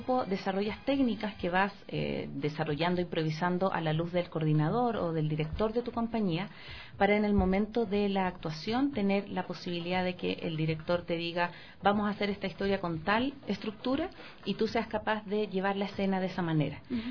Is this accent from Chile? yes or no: yes; Chile; Yo participé durante 4 años, tuve el honor de participar en una compañía en Santiago, y soy de Chile